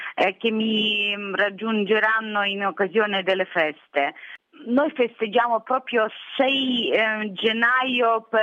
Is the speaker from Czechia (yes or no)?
no; Sambir, Lviv Oblast, Ukraine; moved away as an adult; now in Italy; Sono originaria di Sambio, regione di Leopoli. Resisto in Italia già 7 anni.